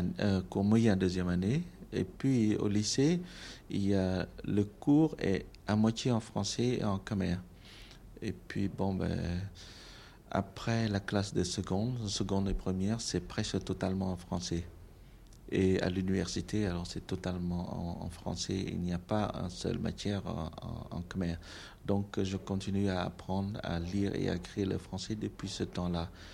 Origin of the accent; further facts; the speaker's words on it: Cambodia; moved away as an adult; now in France; j'ai décidé de prolonger mes études en France. C'est là que j'ai quitté le Cambodge pour arriver en France avec vraiment très peu de moyens.